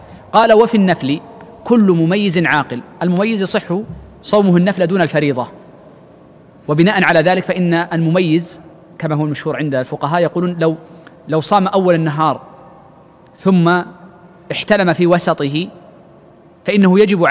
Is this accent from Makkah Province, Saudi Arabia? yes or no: yes; Mecca, Makkah Province, Saudi Arabia; موجود عندنا في مكة